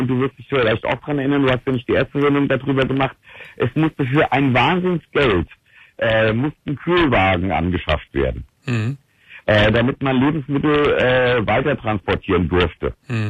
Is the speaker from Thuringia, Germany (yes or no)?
no; Hesse, Germany; ich komme aus dem Rhein-Main-Gebiet, in Wiesbaden, in Mainz